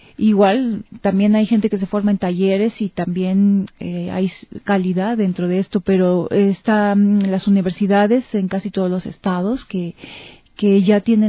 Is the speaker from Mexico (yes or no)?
yes; Mexico; En mi país este proyecto pues tiene un apoyo, una beca de las instancias culturales en mi país y hay bastante actividad cultural, ¿no? En relación a las artes escénicas, pues allá en México